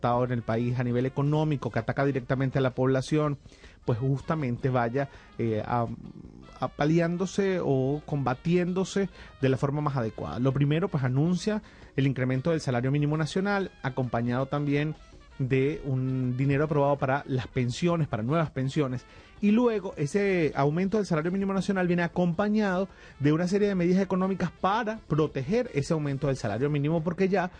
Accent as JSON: {"language": "Spanish", "country": "Venezuela", "said": "es que cambiar un poco la cultura como venezolanos y venezolanas"}